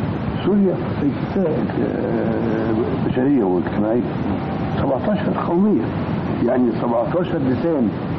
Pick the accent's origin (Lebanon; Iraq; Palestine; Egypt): Egypt; ان انا خرجت من مصر